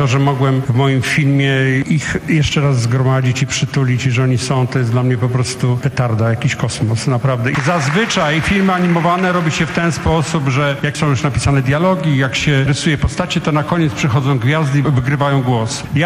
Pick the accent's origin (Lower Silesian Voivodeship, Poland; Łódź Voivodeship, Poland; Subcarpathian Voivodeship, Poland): Łódź Voivodeship, Poland; Łódź; jak byłem 5-letnim chłopcem i wychowywałem się w Łodzi